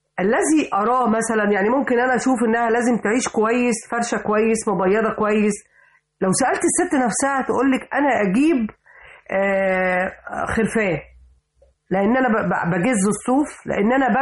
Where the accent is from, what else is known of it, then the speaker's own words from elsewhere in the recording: Upper Egypt, Egypt; لما جيت اشتغل في الدراسات العليا انا بنت الصعيد